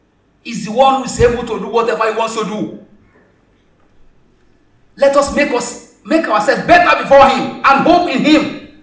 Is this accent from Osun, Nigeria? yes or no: yes; Osun, Nigeria; I am from Osun. I think Lagos is better than Osun.